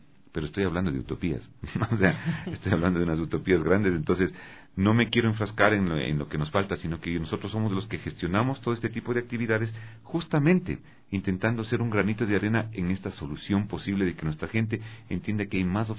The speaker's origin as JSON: {"language": "Spanish", "country": "Ecuador", "said": "en la mentalidad de nosotros como ecuatorianos no existe la necesidad del arte"}